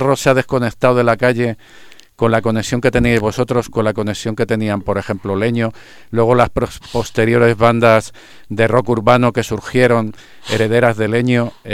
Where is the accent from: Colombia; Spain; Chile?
Spain; Madrid, Community of Madrid; Yo, por ejemplo, soy de San Blas